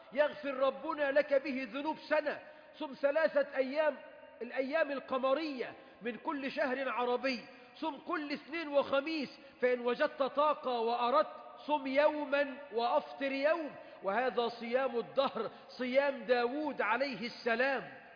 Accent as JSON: {"language": "Arabic", "country": "Egypt", "said": "اللهم احفظ بلدنا مصر من شر الأشرار"}